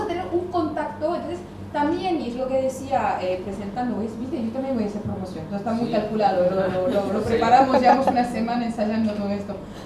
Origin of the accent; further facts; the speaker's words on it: France; now in Buenos Aires, Argentina; yo ahora tengo la sensación de venir de fuera porque vengo de Buenos Aires, no porque venga de Francia, ya crucé el charco hace 12 años, ya está cruzado el charco.